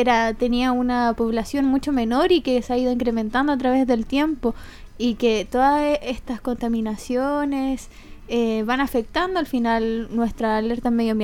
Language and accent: Spanish; Chile; una crítica a nosotros como chilenos